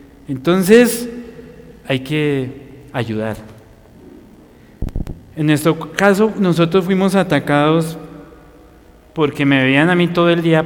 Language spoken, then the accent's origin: Spanish; Colombia; Y más por ser colombianos, ¿no?